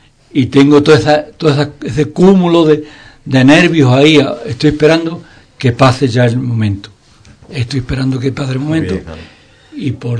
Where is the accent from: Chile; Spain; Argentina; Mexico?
Spain; Andalusia; que digamos que somos andaluces y que el flamenco es una parte que nos corresponde a nosotros